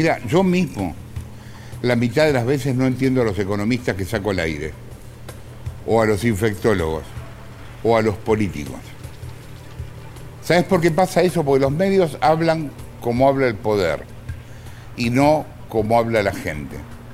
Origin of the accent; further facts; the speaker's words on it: Argentina; yo como todo argentino que se precie de tal, estudié Derecho y afortunadamente lo abandoné.